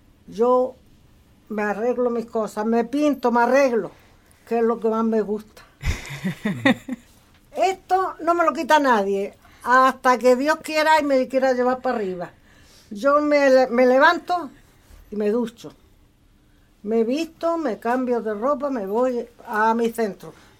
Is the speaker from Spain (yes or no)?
yes; Almería, Andalusia, Spain; Yo de aquí de Almería.